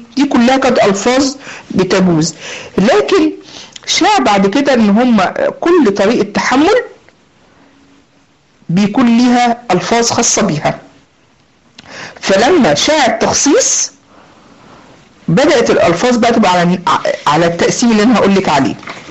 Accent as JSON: {"language": "Arabic", "country": "Egypt", "said": "فزي ما بيقولوا عندنا في مصر بخه في وشه"}